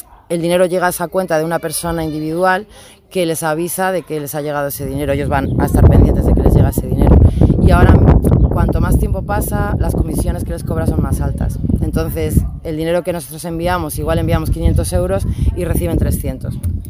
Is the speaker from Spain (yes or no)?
yes; León, Castile and León, Spain; vengo de León.